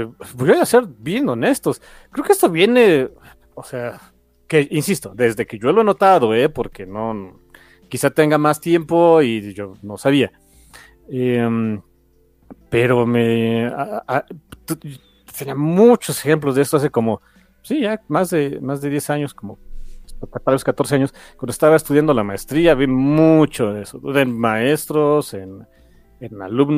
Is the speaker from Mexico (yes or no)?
yes; Mexico; Y soy mexicano y vivo en México, ¿no?